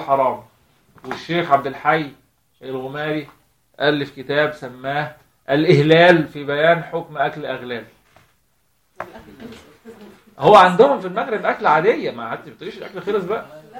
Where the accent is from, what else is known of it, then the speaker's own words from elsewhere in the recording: Alexandria, Alexandria Governorate, Egypt; عندنا في اسكندريه بنشوفه في الجناين